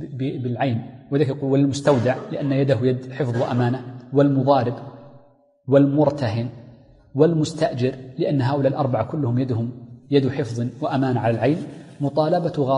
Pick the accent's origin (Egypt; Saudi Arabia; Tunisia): Saudi Arabia; Hejaz; والتين عندنا في الحجاز مثلا في الطائف